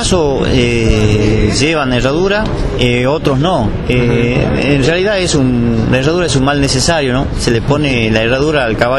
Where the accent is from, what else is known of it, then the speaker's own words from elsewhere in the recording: Salta, Argentina; Nosotros en este caso venimos de Salta, que estamos a 2.000 kilómetros